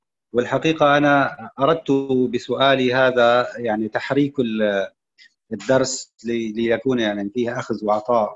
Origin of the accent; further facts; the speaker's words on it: Syria; now in Saudi Arabia; أنا من سوريا. نعم، من سوريا، وأقوم في وأقيم في السعودية.